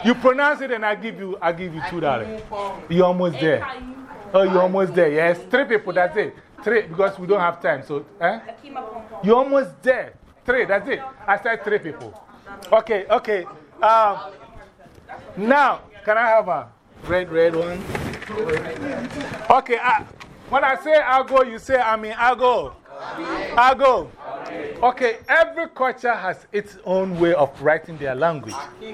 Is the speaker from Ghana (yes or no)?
yes; Ghana; I'm from Ghana, West Africa. … I was born on Tuesday